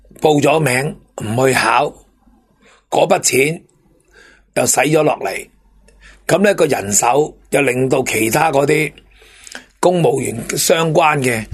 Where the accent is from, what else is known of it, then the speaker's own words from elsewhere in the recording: Hong Kong; 如果用我哋香港人嘅谐音，